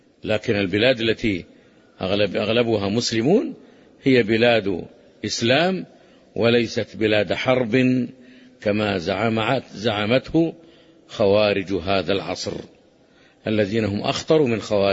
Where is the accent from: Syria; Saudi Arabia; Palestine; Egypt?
Saudi Arabia; لا يفرقون بين بلادنا المملكة العربية السعودية التي تقيم شرع الله وبين غيرها